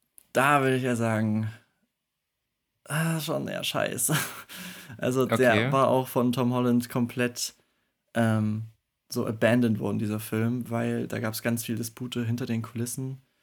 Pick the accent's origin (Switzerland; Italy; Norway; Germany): Norway; als Norweger habe ich auch lange ihn unterschätzt